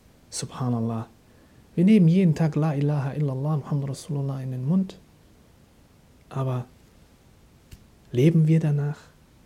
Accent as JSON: {"language": "German", "country": "Germany", "said": "Masha'Allah, ich bin Deutscher, stehe auch dazu, alhamdulillah"}